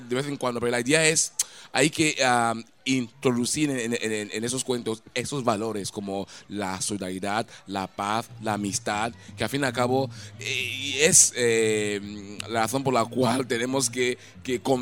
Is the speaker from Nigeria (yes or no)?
yes; Nigeria; Spanish is a second language; en Nigeria, mi país de origen, la verdad es que formé parte de las grandes compañías de danza y del teatro